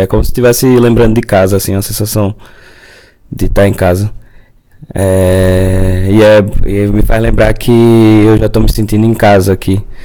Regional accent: Olinda, Pernambuco, Brazil; moved away as an adult; now in São Paulo, Brazil; eu sou de Olinda e moro aqui em São Paulo, faz uns dois anos e meio mais ou menos.

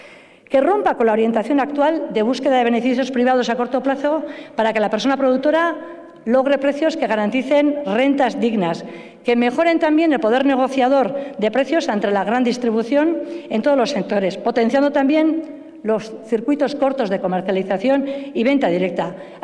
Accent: Basque Country, Spain; un marco soberano de decisión que nos permita como pueblo vasco defender también en Europa

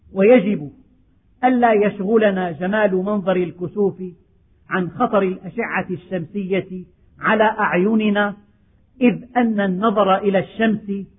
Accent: Syria; ففي الشمال الشرقي من بلدنا سوريا

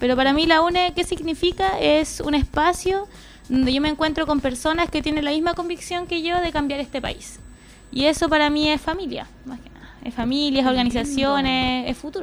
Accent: Puente Alto, Santiago Metropolitan Region, Chile; also born or lived in south of Chile; now in Pirque, Chile; Yo tengo 27 años. Nací acá en Puente Alto, en el Sotero del Río. Me crié por esta zona. Después estuve un tiempo en el sur y ahora estoy viviendo en Pirque, por la zona de Río Clarillo.

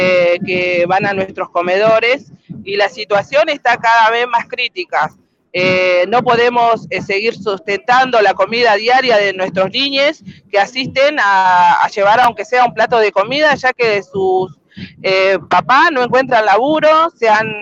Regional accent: La Plata, Buenos Aires Province, Argentina; Mira, yo soy de parte de La Plata, estoy en un barrio que se llama El Peligro

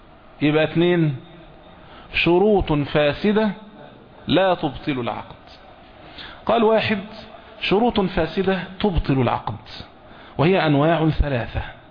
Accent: Egypt; اللي هو احنا بنقولها بالتعبير العام عندنا في مصر هنا، اللي اوله شرط اخر نص

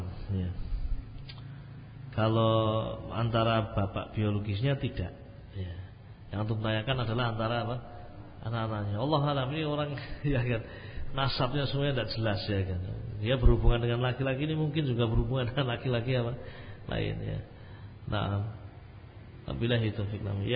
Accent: Java, Indonesia; Mungkin saja saya orang Jawa

